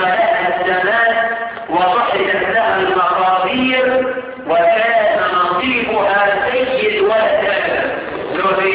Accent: Egypt; احنا كمصريين عندنا مثل يوافق الشرع

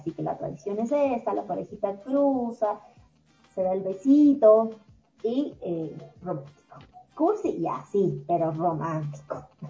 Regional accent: Ecuador; una de las cosas que debemos hacer como buenos ecuatorianos es primero conocer lo nuestro.

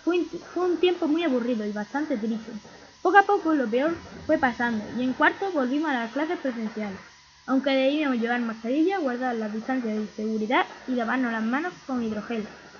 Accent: Cádiz, Andalusia, Spain; born there; tengo 11 años. Nací en Cádiz, en el Hospital Universitario Puerta del Mar, el día 7 de febrero del 2011, a las 7 de la tarde.

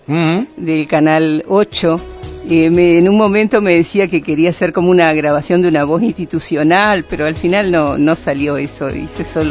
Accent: Durazno, Uruguay; also born or lived in Blanquillo; Trabajé y viví muchos años, pero yo soy de Durazno.

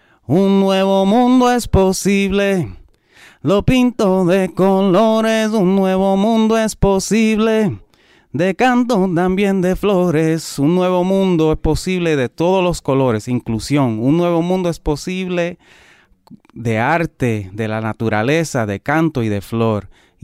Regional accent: Puerto Rico; quererme yo mismo como boricua y nuestra cultura

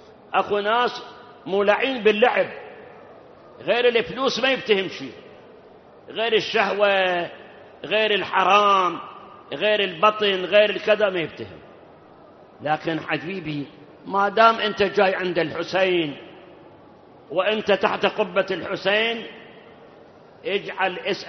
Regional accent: Iraq; وأما أكو بعض البلاد، بلاد حتى عندنا بالعراق غير الملح ما بيها شيء

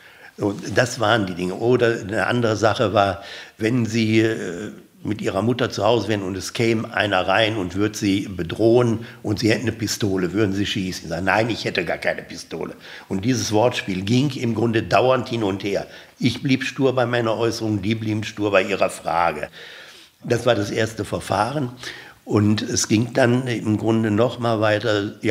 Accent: Duisburg, North Rhine-Westphalia, Germany; born there; Ja, ich bin also geboren 1938 in Duisburg-Marxloh. Wenn man will, damals Stadt Hamborn, die dann später, glaube 22, eingemeindet wurde.

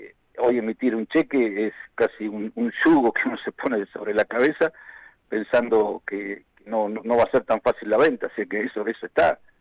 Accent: Argentina; nosotros también somos argentinos, vivimos acá

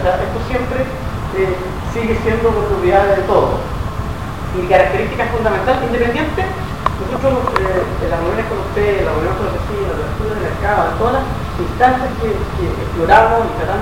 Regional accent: Valparaíso, Chile; born there; now in Santiago, Chile; yo soy nacido en Valparaíso, es lo que a mí me gusta

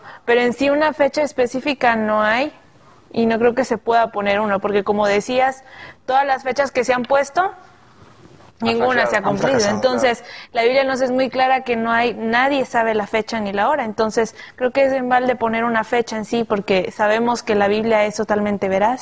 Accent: Reynosa, Tamaulipas, Mexico; Soy de la ciudad de Reynosa, Tamaulipas y tengo 18 años.

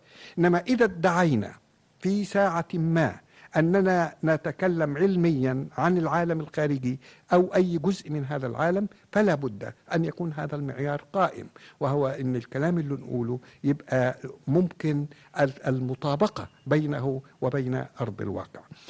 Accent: Egypt; لا أقول عندنا في مصر فقط ولا أقول في الأمة العربية الآن فقط

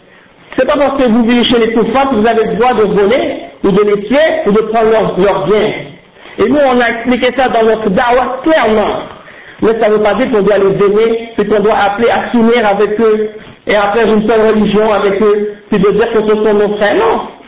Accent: Quebec, Canada; born there; Je suis né au Québec. Ma mère est née au Québec. Ma grand-mère est née au Québec. Mon arrière-grand-père, ils sont nés au Québec. Qu'est-ce qui va me dire que je suis un immigrant ici? Je n'ai pas choisi où je suis né, mais je suis un musulman.

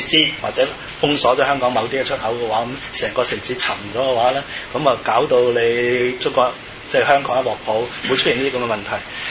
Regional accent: Macau; 其實我哋澳門人都心驚膽戰，因為我都喺香港讀過書啊

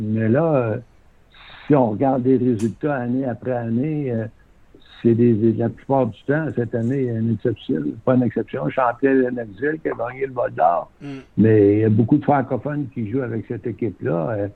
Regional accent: Quebec City, Quebec, Canada; moi je viens de Québec, ouais. À cette époque-là, on était déménagé en banlieue à Sainte-Foy

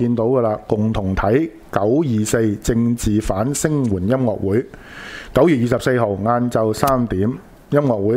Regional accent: Hong Kong; 我們作為香港人那個重要的價值我覺得 是要珍惜的

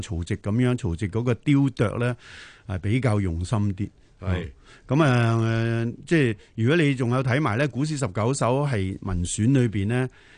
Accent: China; 咁我哋中國人咧，基本上農業社會咧都係傾向含蓄保守。

